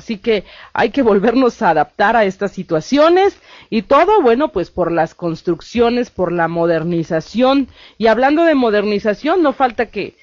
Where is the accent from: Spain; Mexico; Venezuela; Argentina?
Mexico; Como buenos mexicanos, a veces gastamos lo que no tenemos.